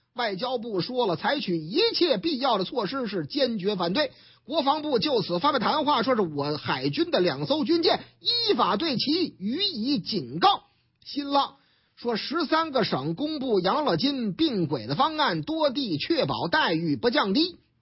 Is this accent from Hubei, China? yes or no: no; Shanghai, China; 虽然说我老家上海嘛